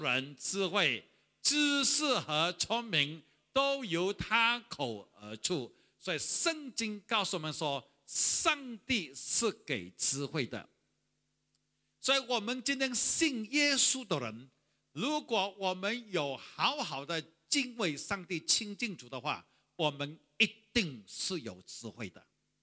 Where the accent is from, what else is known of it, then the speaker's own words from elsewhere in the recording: Sarawak, Malaysia; 我还记得我小的时候是住在河边，我是沙拉瓦人，住在一个小地方叫做西里街，相信很多人都没有听过。